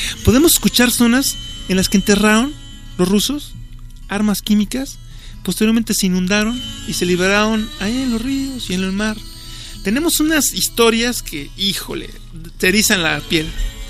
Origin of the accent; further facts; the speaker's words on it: Mexico; Los mexicanos somos dependientes incluso de las semillas que estamos utilizando.